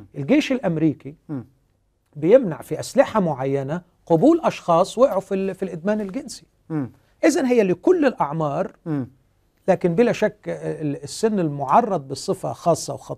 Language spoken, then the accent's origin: Arabic; Egypt; احنا عندنا في مصر هنا في حالة طلاق كل ست دقائق